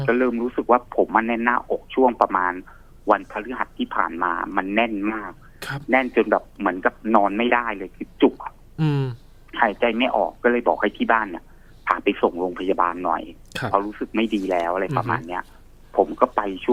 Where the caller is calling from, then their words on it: Chonburi, Thailand; อ๋อชลบุรีครับผม